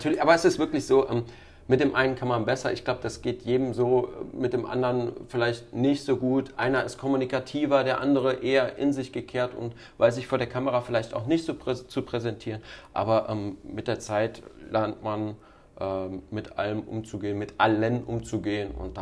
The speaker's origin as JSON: {"language": "German", "town": "Bonn", "region": "North Rhine-Westphalia", "country": "Germany", "tie": "born there", "said": "Ich bin gebürtig aus Bonn."}